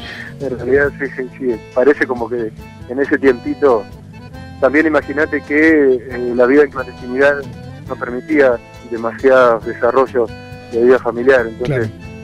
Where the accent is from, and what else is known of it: La Pampa, Argentina; born or raised there; now in La Plata, Argentina